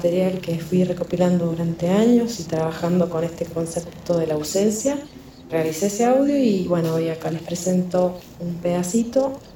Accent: San Juan, Argentina; soy de San Juan

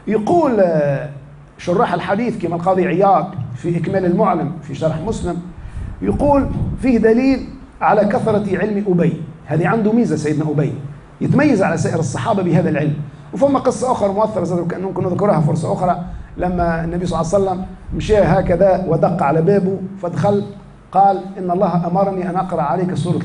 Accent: Tunisia; فما في الحالة المدنية عندنا في تونس في المحاكم

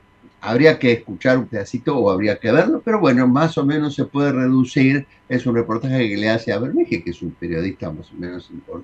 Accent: Salta, Argentina; porque es salteño, nosotros también somos salteños.

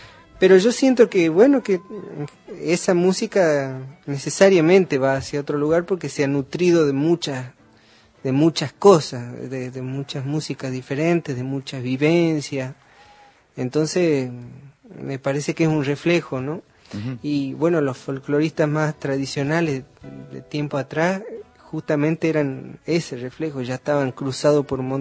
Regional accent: Olavarría, Buenos Aires Province, Argentina; also born or lived in La Plata; No, soy de Olavarría. Yo viví hasta los 17 años en Olavarría, después me fui a estudiar a La Plata.

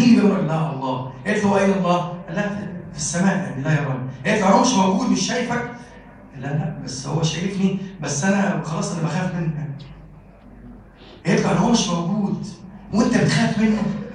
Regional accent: Egypt; اللهم اجعل بلدنا مصر بلدا آمنا مطمئنا وسائر بلاد المسلمين

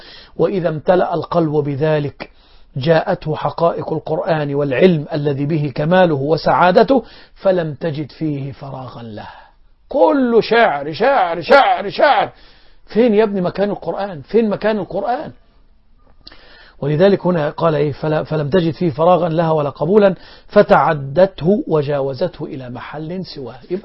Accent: Egypt; عندنا في مصر لما القارئ يقرأ آيات العذاب

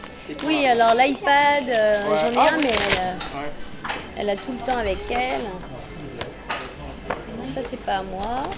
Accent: Lyon, Auvergne-Rhône-Alpes, France; born there; Non, je suis née à Lyon.

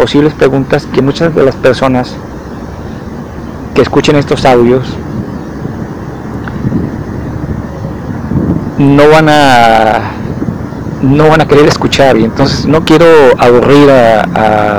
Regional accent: Mazatlán, Sinaloa, Mexico; now in Guadalajara, Mexico; cuando estuve viviendo en Mazatlán, que es la ciudad de donde vengo, la ciudad en que nací, de donde vengo, aquí a Jalisco

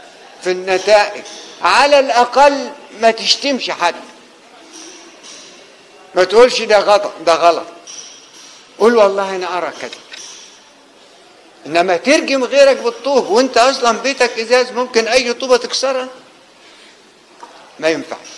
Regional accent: Egypt; أنا رجل من الريف، لم يكن صوت التعليم في الريف مفضلا ولا محبذا، وإنما كان من يزرع الأرض ويزرعها لمين؟ يزرع القطن، عشان الإنجليز تحملوا من أول أسوان لغاية مصر وتوديه بريطانيا

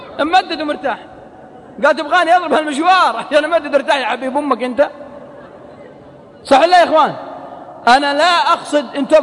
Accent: Al-Qassim, Saudi Arabia; accent: Qassimi; على لهجتنا القصيم

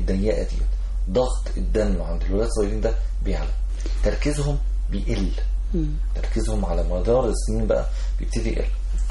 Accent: Egypt; وجبات سريعه دي حاجه مستحدثه عندنا في مصر

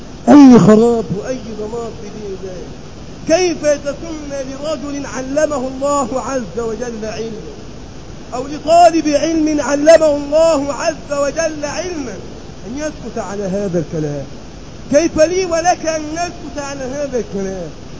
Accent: Egypt; الرجل الذي يأتي في سفرات إلى بلدنا مصر ليقضي بعض المصالح

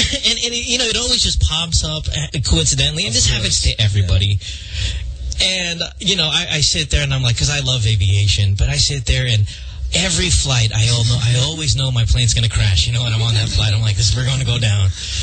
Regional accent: Central Luzon, Philippines; I remember growing up in Bulacan in the barangay

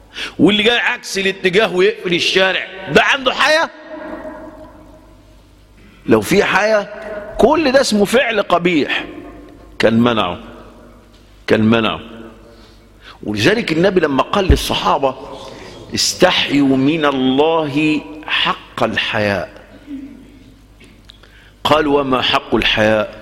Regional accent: Egypt; أنا شايف الأمة وخاصة في بلدنا مصر

